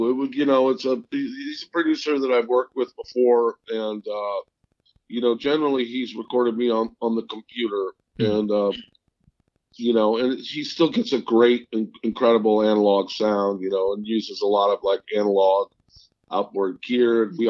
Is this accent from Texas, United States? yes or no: no; St. Louis, Missouri, United States; This is going to sound funny, but I'm originally from St. Louis, Missouri.